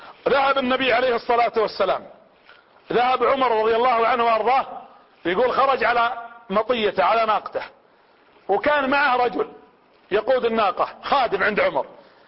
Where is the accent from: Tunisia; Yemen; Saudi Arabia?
Saudi Arabia; Riyadh, Riyadh Province; وانا من هنا من المملكة العربية السعودية ومن عاصمتها الرياض ومن العمارية ومن قرية زيد رصيدك